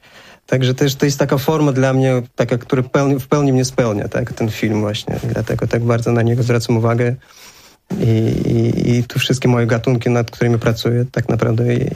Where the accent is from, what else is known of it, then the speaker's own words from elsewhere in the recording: Baku, Azerbaijan; Polish is a second language; moved away as an adult; now in Poland; mieszkam w Polsce 17 lat. Pochodzę z Azerbejdżanu, urodziłem się w Baku.